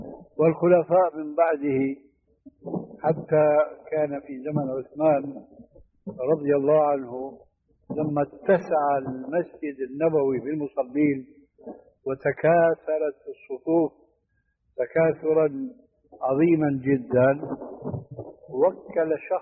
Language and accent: Arabic; Syria; هذه عندنا في الشام في سوريا مشهور هذا الحديث، وجئت هنا وسمعته أيضا وهكذا.